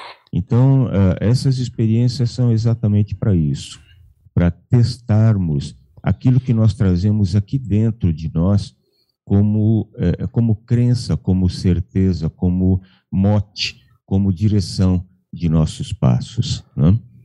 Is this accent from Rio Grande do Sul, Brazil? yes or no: no; São Paulo, Brazil; now in Espírito Santo do Pinhal, Brazil; Eu falo de Espírito Santo do Pinhal. Eu sou paulistano, né? Eu nasci na capital, na verdade. Eu estou morando aqui em Espírito Santo do Pinhal, vai para 7 anos.